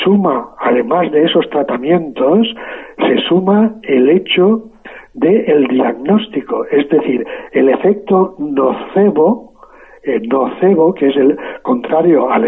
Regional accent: Spain; yo, como muchos españoles, tuvimos que pasar un buen rato haciendo cola

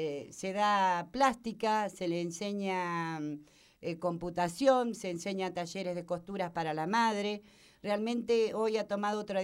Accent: Tandil, Buenos Aires Province, Argentina; vengo de Tandil, de un barrio común como cualquier otro, un barrio que se llama Las Tunitas y que para mí realmente es muy importante porque yo nací en ese lugar. Así que de ahí viene

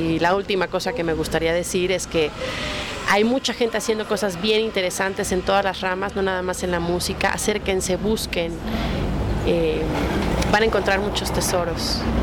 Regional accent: Mexico; también soy una ciudadana, también soy una mexicana lastimada, profundamente herida, profundamente indignada

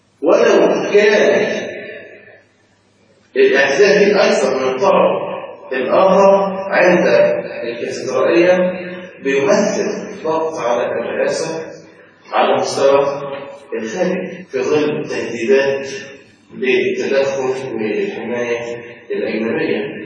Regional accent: Mansoura, Dakahlia, Egypt; احنا عندنا في المنصورة

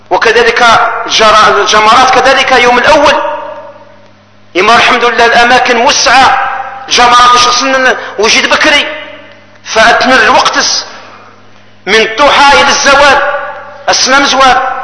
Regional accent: Algeria; احنا جزائريين بلا تولة البلاد

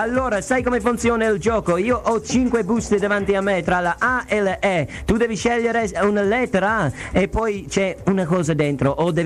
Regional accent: Ireland; Italian is a second language; io sono irlandese e ieri l'Irlanda si è qualificato per i mondiali

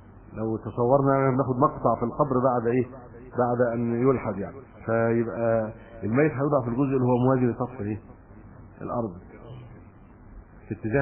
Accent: Egypt; معظم ما عندنا في مصر شق

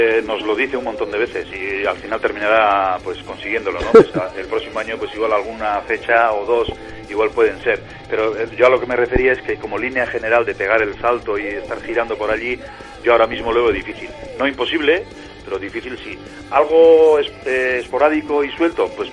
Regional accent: Basque Country, Spain; first language Basque; Spanish is a second language; El euskera, sí.

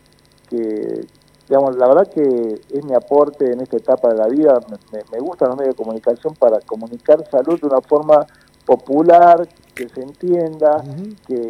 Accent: Argentina; soy argentino trabajador y peronista

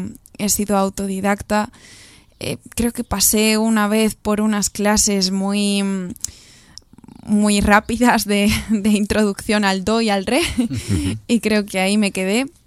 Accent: Galicia, Spain; todo empezó cuando yo tenía 9, 10 años en Galicia, que es de donde soy yo

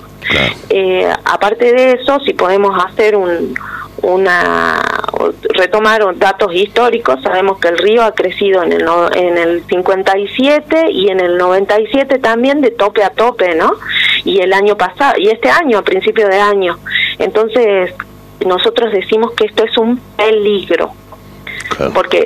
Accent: Jujuy, Argentina; quiero recalcar que somos todos jujeños autoconvocados, primero y principal

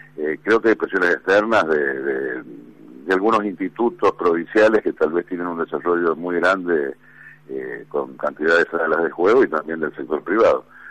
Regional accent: Mendoza, Argentina; yo soy mendocino, tiro obviamente para la provincia

